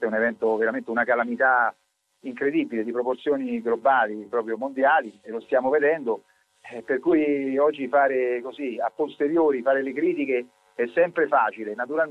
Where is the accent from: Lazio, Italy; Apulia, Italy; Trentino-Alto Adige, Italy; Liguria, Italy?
Lazio, Italy; Rome; io sono romano